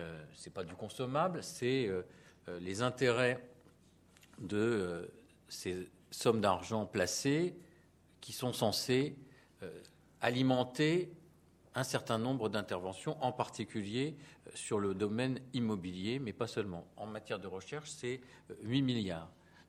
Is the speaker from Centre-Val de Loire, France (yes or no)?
yes; Tours, Centre-Val de Loire, France; je viens de Tours